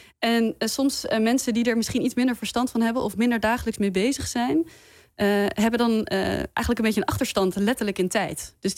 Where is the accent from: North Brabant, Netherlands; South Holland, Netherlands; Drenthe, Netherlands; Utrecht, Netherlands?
North Brabant, Netherlands; Breda; Ik kom uit Breda.